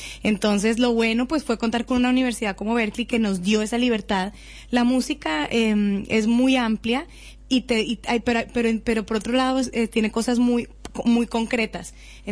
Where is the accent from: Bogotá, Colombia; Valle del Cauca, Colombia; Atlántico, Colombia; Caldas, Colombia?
Valle del Cauca, Colombia; Cali; pensando en los corteros de caña en Cali, que yo crecí en Cali